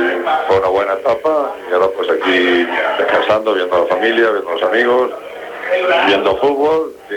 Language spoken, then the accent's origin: Spanish; Castilla-La Mancha, Spain; moved away as an adult; now in Valencia, Spain; Yo soy de donde nazco y de donde vivo. Uh-huh. Me crié en La Mancha y luego me crié en Valencia a partir de los 18 años. Mi mujer y mis hijos son valencianos.